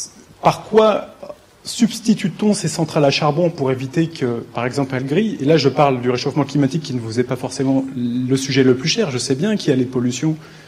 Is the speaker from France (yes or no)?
yes; Rambouillet, Île-de-France, France; J'ai grandi à Rambouillet dans une famille qui était exploitant forestier depuis 8 générations.